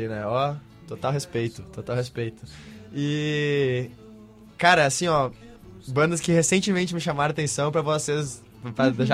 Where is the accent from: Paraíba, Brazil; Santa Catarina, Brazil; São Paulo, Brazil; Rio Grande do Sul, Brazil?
Rio Grande do Sul, Brazil; Ibirubá; na minha cidade natal, Ibirubá, que tem 20 mil habitantes